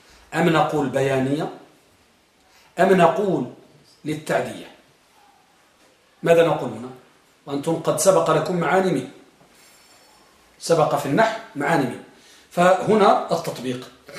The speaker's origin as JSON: {"language": "Arabic", "country": "Morocco", "said": "الملقب عندنا بالمغرب الملقم تلقيمة، يعني لقب"}